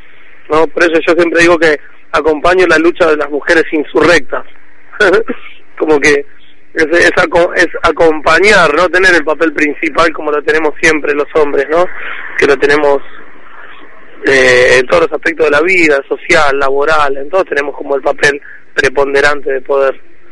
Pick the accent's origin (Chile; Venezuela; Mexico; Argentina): Argentina; La Plata, Buenos Aires Province; yo soy de acá de La Plata, de provincia de Buenos Aires.